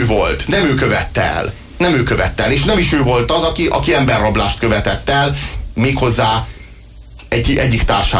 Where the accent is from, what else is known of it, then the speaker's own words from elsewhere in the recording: Budapest, Hungary; Főleg a főváros miatt aggódunk, tekintettel, hogy budapestiek vagyunk, én is, és Magyar Dávid kollégám is